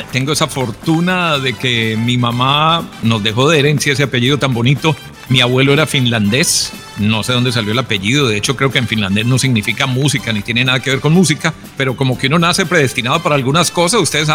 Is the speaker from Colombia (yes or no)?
yes; Colombia; moved away; also born or lived in Costa Rica; yo salí de Colombia a finales de 2016 o principios de 2017, me fui a Costa Rica